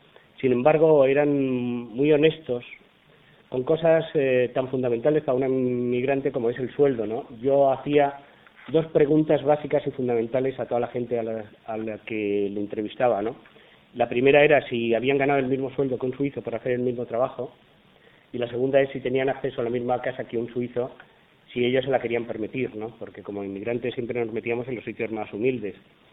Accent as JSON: {"language": "Spanish", "town": "Madrid", "region": "Community of Madrid", "country": "Spain", "said": "yo soy de un pueblo de la Sierra de Madrid, vamos, no es que sea de ahí, yo soy de Madrid, pero ahí vivo, ¿no?"}